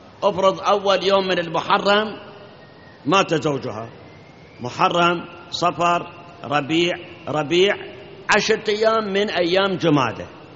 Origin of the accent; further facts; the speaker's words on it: Iraq; الآن عندنا بالعراق كثير من العوائل